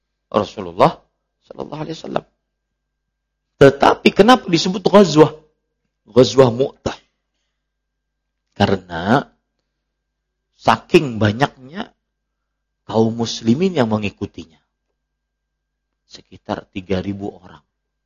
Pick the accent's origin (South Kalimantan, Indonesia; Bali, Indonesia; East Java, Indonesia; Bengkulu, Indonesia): South Kalimantan, Indonesia; Banjarmasin; Rumah keluarga saya kan banyak di Sungai Mesa. Kita orang Sungai Mesa.